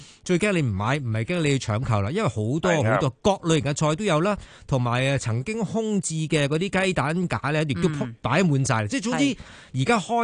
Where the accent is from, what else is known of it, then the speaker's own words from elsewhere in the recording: Hong Kong; 嗱、啊，你话我哋香港人以前我哋叫乜嘢叫不夜城噶嘛，系咪先？